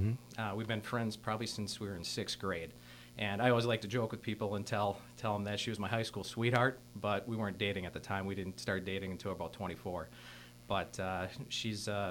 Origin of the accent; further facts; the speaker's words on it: Wisconsin, United States; I'm actually very fortunate to be born and raised in Manitowoc County. My family has a very deep heritage here.